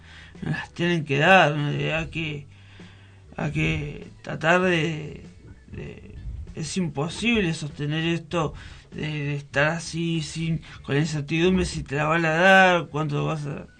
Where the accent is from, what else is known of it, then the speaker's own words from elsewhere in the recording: Buenos Aires, Argentina; now in San Luis, Argentina; Yo vengo de Buenos Aires hace poco. Vine a vivir acá, la verdad que me encanta San Luis, no me gustaría estar en Buenos Aires